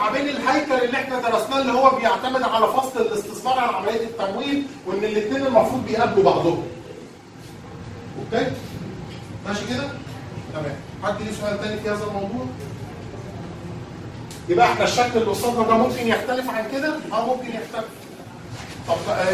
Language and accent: Arabic; Egypt; فهتلاقي حضرتك عندنا في مصر حاجه اسمها معايير المحاسبه المصريه